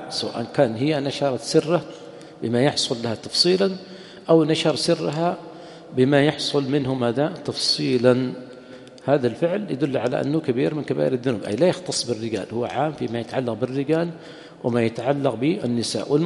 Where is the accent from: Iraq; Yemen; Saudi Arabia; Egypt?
Yemen; أما عندنا في اليمن خاصة في المناطق الحارة حمام طبيعي ما يحتاج